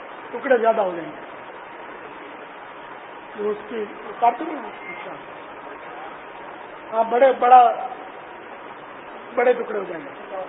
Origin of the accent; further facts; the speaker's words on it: Pakistan; ہمارا آبائی وطن تو ہند ہے لیکن اب ہم پاکستانی ہیں یار, پاکستانی بھی ہیں, ہندی بھی ہیں, ہم سندھی بھی ہیں, پنجابی بھی ہیں, پٹان بھی ہم سب ہیں.